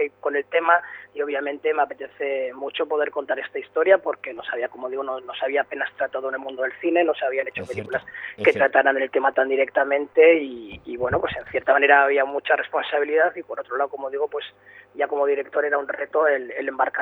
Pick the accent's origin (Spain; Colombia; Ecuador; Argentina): Spain; Bilbao, Basque Country; obviamente yo soy de Bilbao, sí.